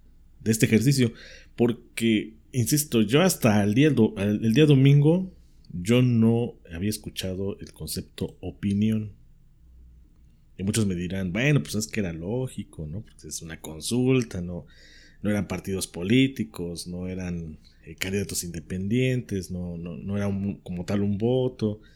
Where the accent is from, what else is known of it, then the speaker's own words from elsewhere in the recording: Mexico; Somos tantos mexicanos como en la lista nominal.